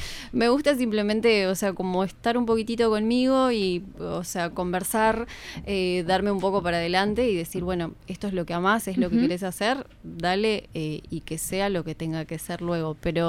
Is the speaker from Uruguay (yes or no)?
yes; Paysandú, Uruguay; Yo soy de Paysandú, en realidad este teatro que nombro fue allá en Paysandú.